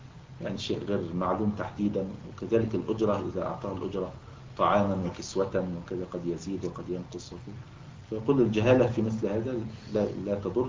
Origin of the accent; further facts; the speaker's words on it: Egypt; يعني كان موجودا عندنا في مصر الوقت قريب يعني في القرى